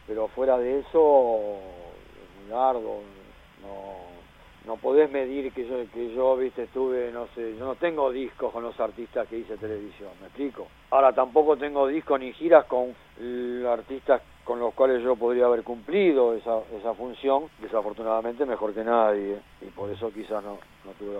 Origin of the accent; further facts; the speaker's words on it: Argentina; also born or lived in Spain; Ahora, no esperes eso siendo argentino en España. Es más, perdón, siendo sudaca. Ahí no soy argentino, ahí soy sudaca.